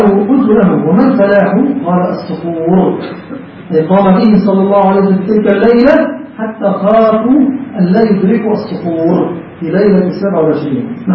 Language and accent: Arabic; Egypt